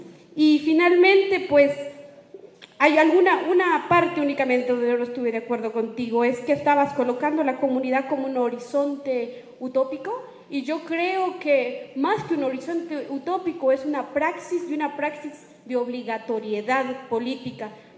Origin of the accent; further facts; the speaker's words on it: Guatemala; de Guatemala y, y quiero felicitar a la mesa